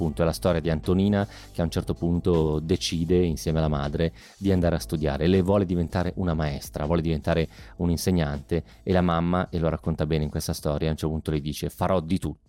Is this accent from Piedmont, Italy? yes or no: yes; Piedmont, Italy; parlo da piemontese che vive in Lombardia